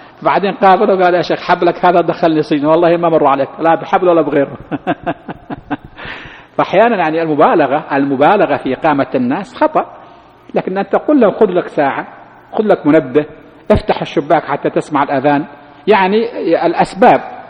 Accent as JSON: {"language": "Arabic", "country": "Saudi Arabia", "said": "بعض الأشخاص يظن كيف يكون عندنا في السعودية، كيف من هي السعودية؟"}